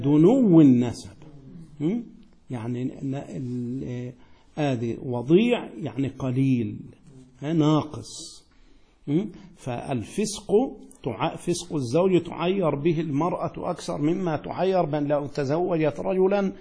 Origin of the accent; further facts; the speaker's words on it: Egypt; أنت قزقي وأنا مصري